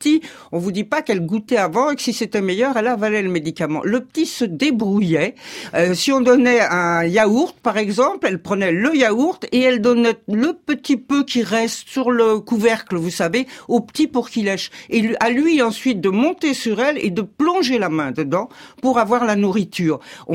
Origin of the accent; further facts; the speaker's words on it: Versailles, Île-de-France, France; born there; Je suis née à Versailles. Moi, j'étais au lycée de jeunes filles de Versailles avec la blouse